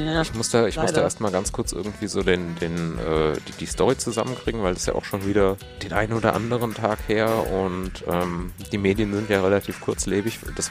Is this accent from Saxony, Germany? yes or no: no; Fulda, Hesse, Germany; wir kommen aus Fulda und da ist irgendwie nichts los.